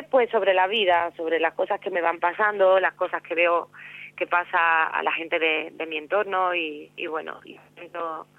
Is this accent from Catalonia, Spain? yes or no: no; Cádiz, Andalusia, Spain; me dedico a componer, a cantar por Cádiz, por mi tierra, por los sitios de alrededor